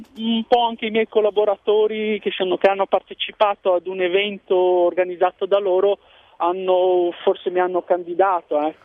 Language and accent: Italian; Zhejiang, China; now in Italy; io provengo dalla regione dello Zhejiang.